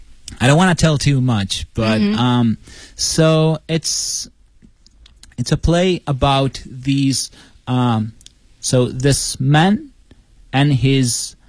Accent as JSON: {"language": "English", "country": "Italy", "second_language": "English", "said": "especially if English is not your first language. Like for me, I come from Italy."}